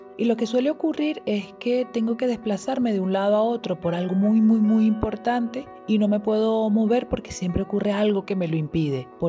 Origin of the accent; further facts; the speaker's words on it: Venezuela; No sé bien si estoy en mi pueblo, en Venezuela.